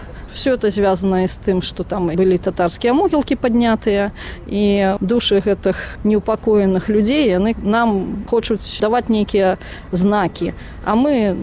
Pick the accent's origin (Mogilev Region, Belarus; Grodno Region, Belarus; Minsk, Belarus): Mogilev Region, Belarus; Krychaw; born there; сама я нарадзілася ў Крычаве, Магілёўскай вобласці, і ганарушыся сваім месцам, таму што там пачыналася паўстанне Васіля Вашчыла, і